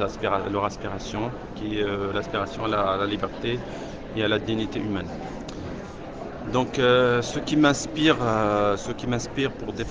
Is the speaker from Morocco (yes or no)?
yes; Rif, Morocco; donc je suis du Rif, au nord du Maroc